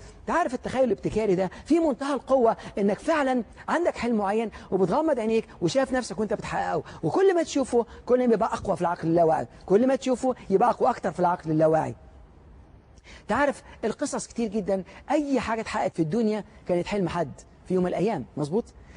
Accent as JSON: {"language": "Arabic", "town": "Alexandria", "region": "Alexandria Governorate", "country": "Egypt", "tie": "born or raised there", "said": "عندنا في منطقه في اسكندريه اللي انا كنت عايش فيها، اتولدت فيها في اسكندريه،"}